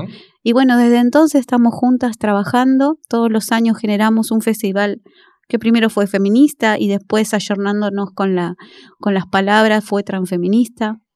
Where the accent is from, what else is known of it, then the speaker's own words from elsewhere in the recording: Valentín Alsina, Buenos Aires Province, Argentina; Yo soy de Valentín Alsina, un barrio sencillo. Uh-huh. Humilde